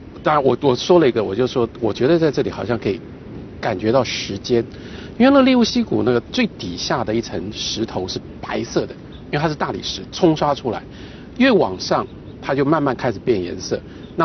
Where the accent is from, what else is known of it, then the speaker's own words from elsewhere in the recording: Hualien, Hualien County, Taiwan; 其实你们就中间就错过了我的家乡花莲。